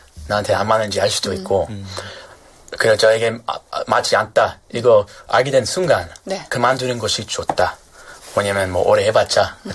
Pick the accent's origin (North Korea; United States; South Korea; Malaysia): United States; California; 제가 캘리포니아에서 왔는데 거기 뭐 LA 있잖아요.